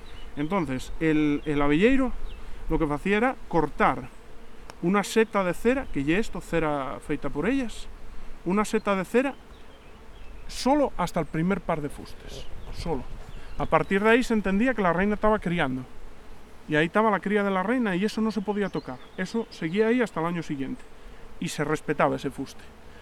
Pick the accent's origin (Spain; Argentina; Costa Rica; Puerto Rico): Spain; Ibias, Asturias; Bueno, yo soy de Ibias y en Ibias la única diferencia que hay con Degaña es la utilización del corcho.